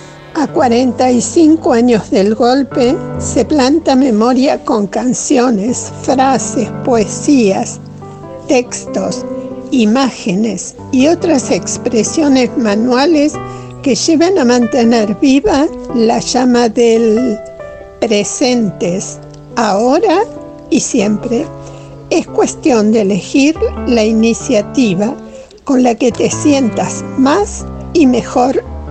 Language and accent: Spanish; Bernal, Buenos Aires Province, Argentina; Nacida y criada en Bernal. Jubilada docente.